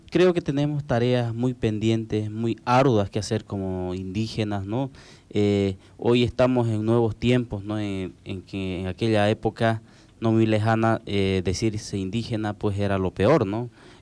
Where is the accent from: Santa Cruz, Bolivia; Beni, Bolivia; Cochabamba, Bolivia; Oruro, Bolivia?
Santa Cruz, Bolivia; Lomerío; En el caso mío, ¿no?, soy de Lomerío